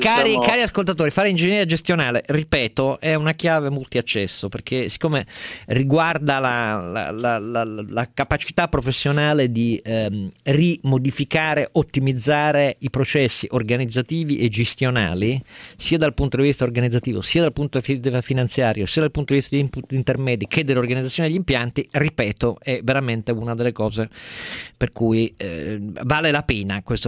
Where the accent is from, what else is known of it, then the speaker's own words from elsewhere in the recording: Turin, Piedmont, Italy; io lo dico da torinese